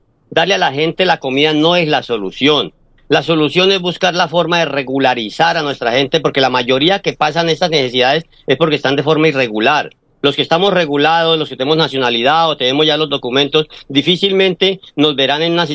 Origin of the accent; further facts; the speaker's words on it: Colombia; moved away; colombianos seguimos siendo, así cambiemos de lugar de residencia, seguimos siendo colombianos